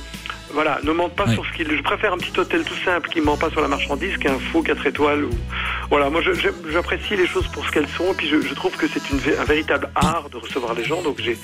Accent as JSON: {"language": "French", "country": "Belgium", "said": "je confirme que je suis belge, mais ça ne se voit pas"}